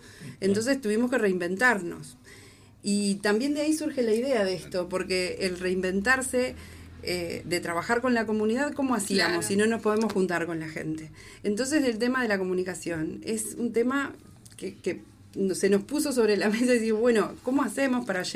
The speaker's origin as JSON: {"language": "Spanish", "town": "Tupambaé", "region": "Cerro Largo", "country": "Uruguay", "also_born_or_lived": "Montevideo", "said": "Pero volví en el 2013. O sea que viví muchos años en Montevideo. Y decidí volver acá a mi pueblo, a mi departamento en realidad, pues yo soy de Tupambaé, no soy de acá de Melo."}